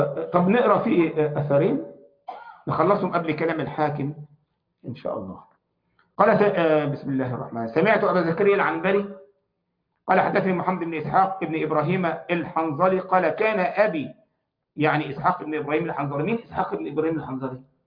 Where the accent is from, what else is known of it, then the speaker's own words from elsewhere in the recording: Egypt; احنا عندنا في مصر حب الوطن فرض عليا